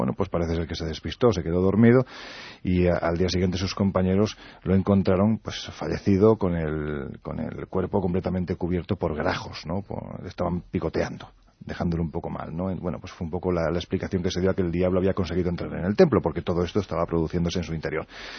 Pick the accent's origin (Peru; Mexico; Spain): Spain; Jaén, Andalusia; En mi tierra, en Jaén